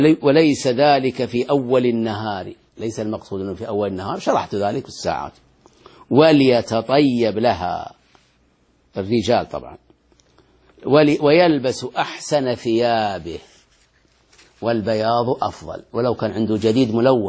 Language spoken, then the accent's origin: Arabic; Bahrain; أنا شاهدته وأنا صغير آتيه في البحرين في المسجد الذي بجوار بيتي